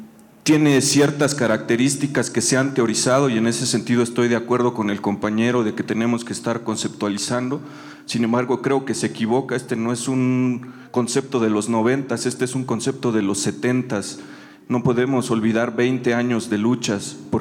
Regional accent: Totontepec, Oaxaca, Mexico; Yo soy de la comunidad de Totontepec también, vengo de la Universidad de Guadalajara.

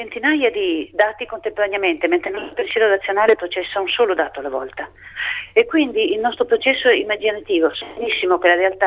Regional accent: Capua, Campania, Italy; Ma sul Volturno, io vengo da Capua, c'è anche il sangue dei miei antenati versato sul Volturno.

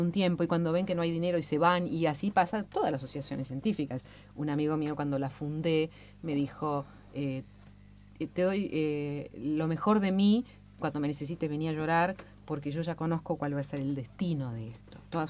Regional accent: Uruguay; now in Argentina; Soy uruguaya

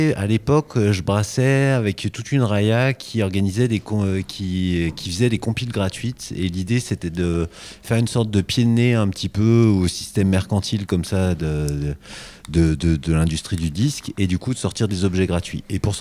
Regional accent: Saint-Étienne, Auvergne-Rhône-Alpes, France; born there; Moi, je suis né à Saint-Thé, du coup

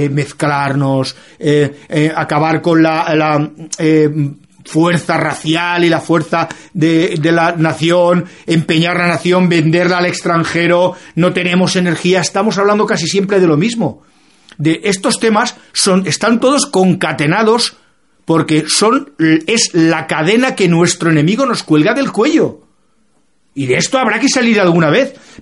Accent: Spain; que soy un trabajador español

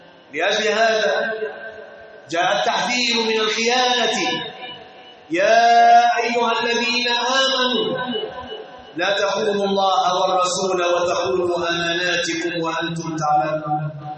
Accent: Egypt; يغيظ قلوبهم أن يروا بلادنا مصر في أمن وأمان

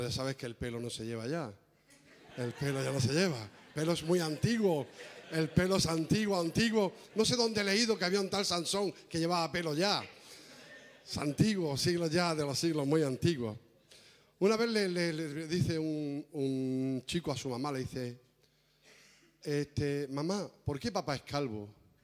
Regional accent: Cartagena, Region of Murcia, Spain; born there; now in Valencia, Spain; nací en Cartagena, vivimos en Valencia

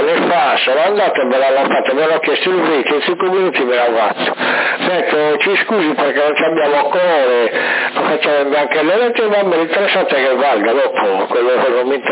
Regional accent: Sardinia, Italy; perché noi non siamo sardi, non siamo di fuori, siamo sardi.

